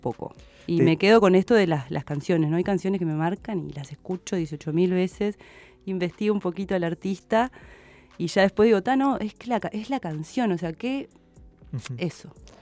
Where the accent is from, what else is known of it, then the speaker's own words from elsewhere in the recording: San José, Uruguay; me crié con toda esa música, que era lo que llegaba, yo soy de San José